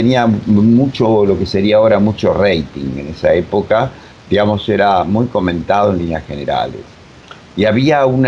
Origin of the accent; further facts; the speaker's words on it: Uruguay; now in Argentina; yo soy uruguayo, nací hace 1000 años que estoy acá en la Argentina, hace, qué sé yo, más de 40 y pico de años